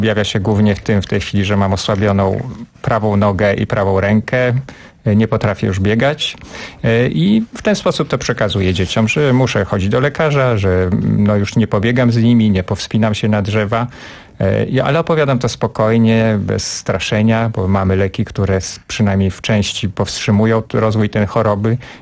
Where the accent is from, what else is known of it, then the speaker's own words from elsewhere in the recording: Podlaskie Voivodeship, Poland; główna rzecz dzieje się na Podlasiu, skąd pochodzę i przypomina to wieś moich dziadków, która dla mnie była rajem dzieciństwa